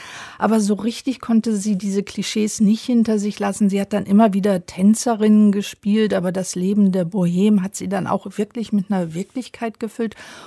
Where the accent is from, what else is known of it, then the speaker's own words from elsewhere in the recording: Rhineland, Germany; Ich komme ja aus dem Rheinland, so sah der aus.